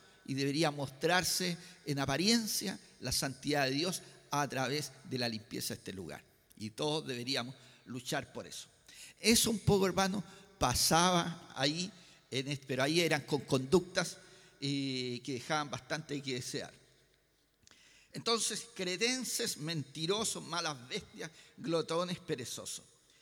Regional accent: Valparaíso, Chile; ya que soy ciudadano de Valparaíso por más de 60 años, por más de 60 años

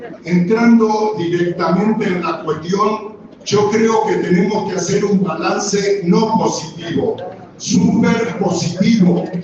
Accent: La Plata, Buenos Aires Province, Argentina; yo soy de La Plata, digamos

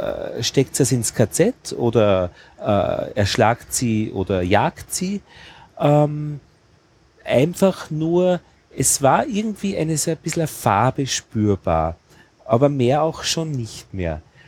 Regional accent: Braunau am Inn, Upper Austria, Austria; Und aufgewachsen bin ich in die Schule gegangen in Braunau am Inn.

